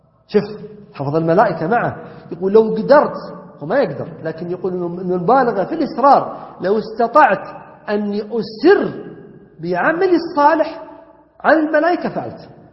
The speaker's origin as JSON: {"language": "Arabic", "region": "Najd", "country": "Saudi Arabia", "said": "والعجب أنه بدأ عندنا ينتشر، حنا عندنا في السعودية نجد خصوصا"}